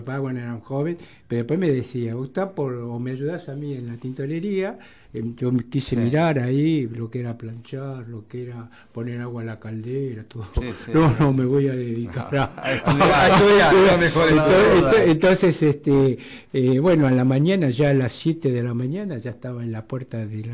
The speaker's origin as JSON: {"language": "Spanish", "town": "Caseros", "region": "Buenos Aires Province", "country": "Argentina", "tie": "born or raised there", "said": "Cuando nací yo, al año, mi papá se va a Caseros, Así que yo tengo 74 años de casero, caserino. Partido 3 de febrero. Ahí es mi lugar"}